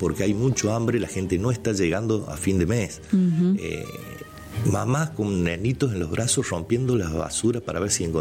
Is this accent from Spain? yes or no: no; Argentina; A ver, somos vecinos, somos argentinos, yo creo que tenemos que defender eso